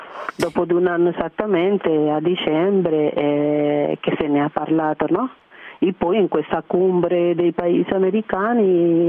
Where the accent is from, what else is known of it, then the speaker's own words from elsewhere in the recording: Cuba; Italian is a second language; Io penso che almeno nel mio paese, io le dico alle persone cubane che sono ingegneri della vita, no?